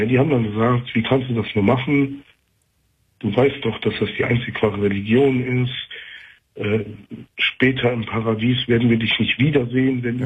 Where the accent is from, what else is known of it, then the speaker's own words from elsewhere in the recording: North Rhine-Westphalia, Germany; ich komme aus dem Kölner Raum